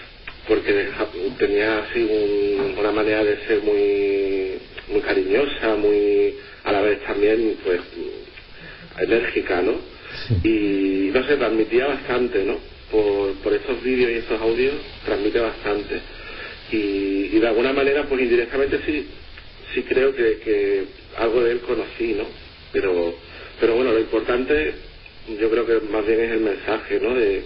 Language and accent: Spanish; Málaga, Andalusia, Spain; Sí, yo soy malagueño.